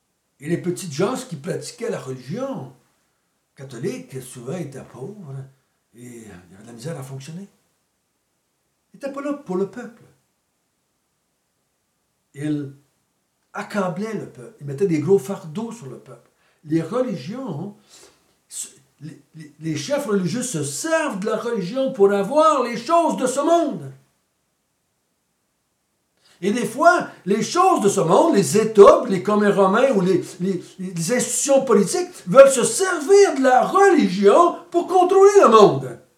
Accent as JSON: {"language": "French", "region": "Quebec", "country": "Canada", "tie": "born or raised there", "said": "Moi, j'ai été élevé au Québec, dans l'Église catholique."}